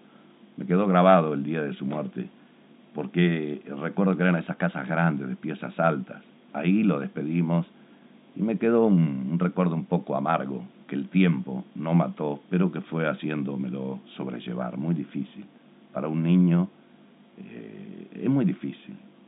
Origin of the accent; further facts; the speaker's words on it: Mercedes, Soriano, Uruguay; Entonces se jubila y nos venimos para la ciudad de Mercedes.